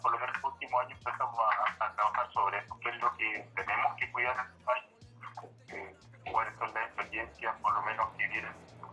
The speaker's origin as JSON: {"language": "Spanish", "town": "Vicuña", "region": "Coquimbo", "country": "Chile", "said": "Yo soy de Vicuña, ciudad del Valle."}